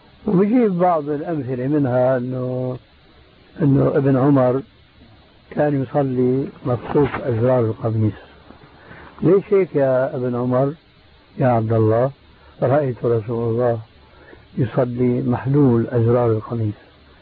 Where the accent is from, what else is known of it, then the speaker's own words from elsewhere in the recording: Syria; بسموه عندنا بالشام بورغان بوق